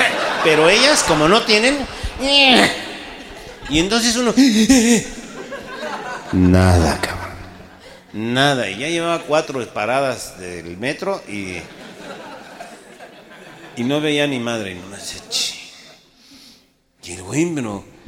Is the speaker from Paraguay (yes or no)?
no; Mexico; los mexicanos somos cojelones